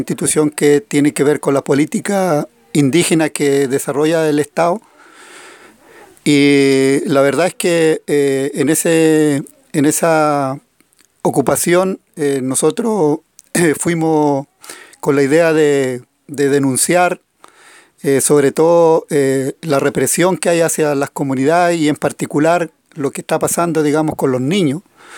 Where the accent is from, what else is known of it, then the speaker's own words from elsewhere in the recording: Huerqueno, Biobío, Chile; soy de Huerqueno, mensajero de las comunidades de la zona de Arauco.